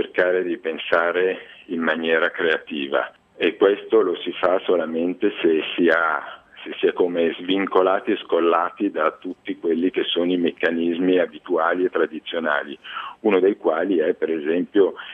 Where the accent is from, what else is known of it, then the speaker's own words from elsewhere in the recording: Milan, Lombardy, Italy; Io sono un milanese che a 23 anni ha iniziato a fare l'imprenditore